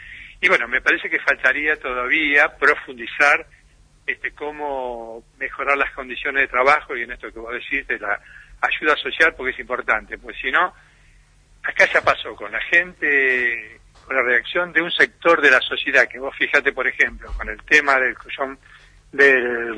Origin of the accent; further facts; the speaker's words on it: Buenos Aires, Argentina; now in Bariloche, Argentina; yo hace 40 años que vine de Buenos Aires, ¿no? Y realmente me siento, obviamente, más rionegrino y barilochense